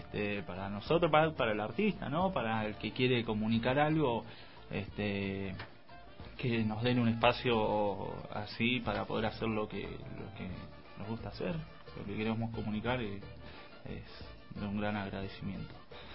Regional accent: Buenos Aires, Argentina; De la capital.

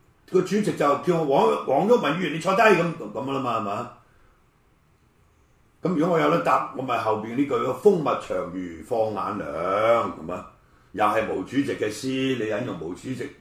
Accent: Hong Kong; 然後佢為非作歹，去欺壓我哋香港人，係咪？

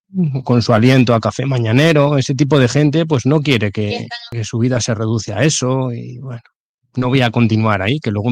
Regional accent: Leganés, Community of Madrid, Spain; nacer en Carabanchel, que está al lado, en el hospital militar. No, en Carabanchel Bajo, en el hospital militar nací. Y de ahí me llevaron a Leganés, entonces sí soy pepinero, o sea, no soy madrileño.

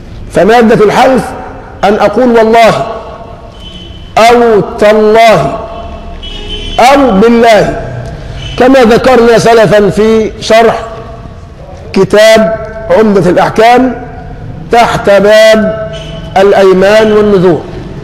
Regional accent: Egypt; نحن كمصريين نسأل الله لمصر العافية، كمصريين

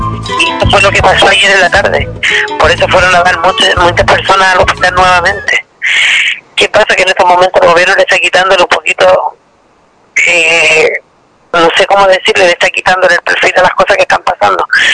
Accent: Quintero, Valparaíso, Chile; born or raised there

